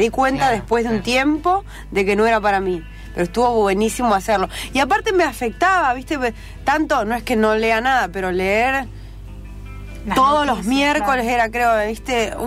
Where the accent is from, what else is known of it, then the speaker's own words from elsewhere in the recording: Trelew, Chubut, Argentina; now in Buenos Aires, Argentina; Soy de Trelew.